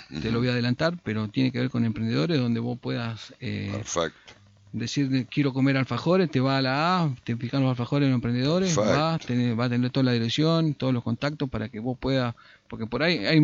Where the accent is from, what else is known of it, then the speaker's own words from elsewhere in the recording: Concordia, Entre Ríos, Argentina; te preguntan de dónde sos, sin presentarte, te dicen de Concordia, de Concordia.